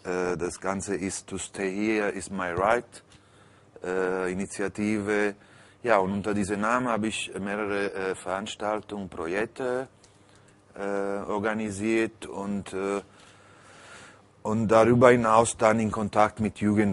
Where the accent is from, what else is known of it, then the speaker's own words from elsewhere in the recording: Naples, Campania, Italy; German is a second language; Also ich bin als quasi Halbwaise im Heim aufgewachsen, war viel auf der Straße. Ich bin ein klassisches Cognizzo in Neapel.